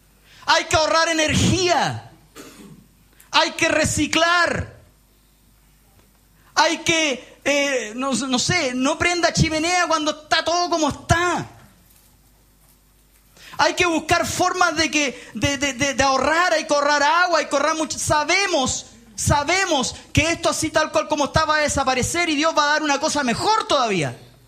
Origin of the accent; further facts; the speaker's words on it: Punta Arenas, Magallanes, Chile; Yo soy de Punta Arenas.